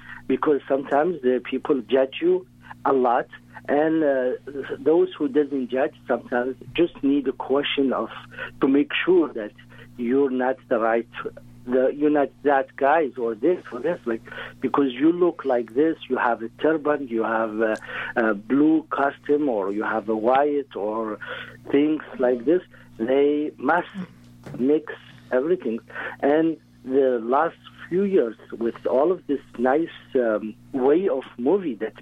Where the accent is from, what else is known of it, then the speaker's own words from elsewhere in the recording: Mauritania; English is a second language; I'm coming from the desert. I'm coming from Mauritania. I'm coming from what is this huge land of Muslim country where is peace